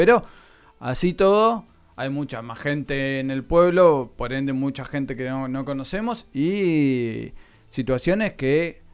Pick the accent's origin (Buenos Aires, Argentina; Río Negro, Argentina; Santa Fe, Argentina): Buenos Aires, Argentina; quienes venimos de Buenos Aires o quienes venimos de ciudades grandes